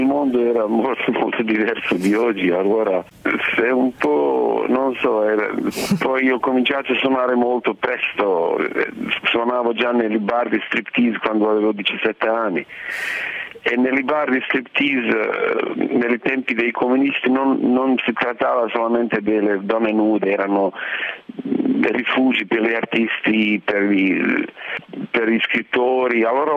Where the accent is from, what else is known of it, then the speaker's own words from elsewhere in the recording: Sarajevo, Bosnia & Herzegovina; Italian is a second language; moved away as an adult; also born or lived in Paris; io sono da Sarajevo, allora come di tutti di Sarajevo le nostre vite sono divise, la vita prima della guerra e la vita dopo della guerra